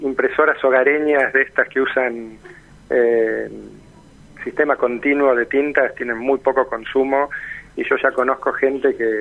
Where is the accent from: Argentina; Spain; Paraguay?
Argentina; La Plata, Buenos Aires Province; Yo, que soy platense, pero no vivo en La Plata